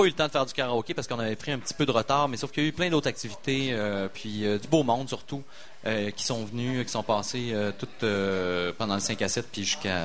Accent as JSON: {"language": "French", "town": "Quebec City", "region": "Quebec", "country": "Canada", "tie": "born or raised there", "said": "mais je viens de Limoilou. Moi, je suis un gars de Limoilou. J'ai fait mon école à peu près dans un rayon de 300 mètres."}